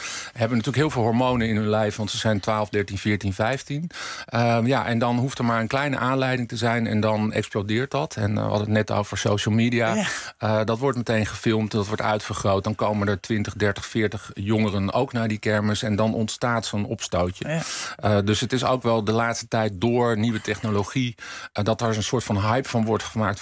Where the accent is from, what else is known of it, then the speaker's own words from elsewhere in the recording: Laren, North Holland, Netherlands; Ik kom zelf uit Laren, dorp naast Blaricum.